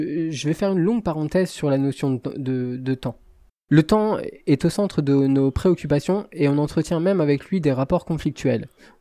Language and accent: French; Lille, Hauts-de-France, France; pas connu meilleur coach que les chauffeurs de Transpol, c'est le nom de la compagnie du côté de chez moi, à Lille.